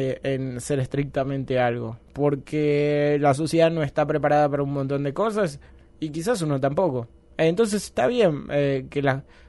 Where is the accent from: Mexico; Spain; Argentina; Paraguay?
Argentina; lo afortunados que somos los argentinos.